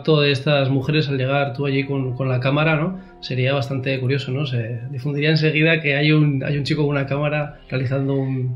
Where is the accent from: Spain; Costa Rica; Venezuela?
Spain; Noáin, Navarre; Puesto que, bueno, somos de Noain.